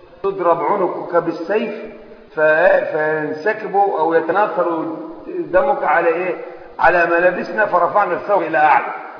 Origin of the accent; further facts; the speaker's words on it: Egypt; طبعا احنا من مصر